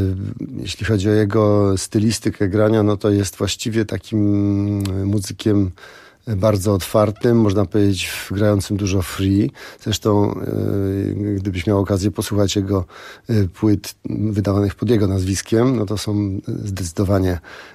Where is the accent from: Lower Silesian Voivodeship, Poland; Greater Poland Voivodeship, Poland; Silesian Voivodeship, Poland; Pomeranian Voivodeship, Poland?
Pomeranian Voivodeship, Poland; Sopot; Ja jestem w ogóle Sopocianinem, urodzonym zresztą w Sopocie.